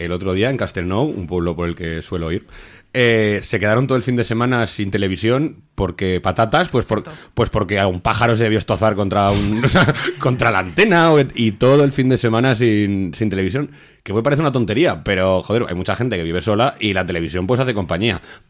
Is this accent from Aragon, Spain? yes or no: yes; Aragon, Spain; hasta mi pueblo, que también está en Teruel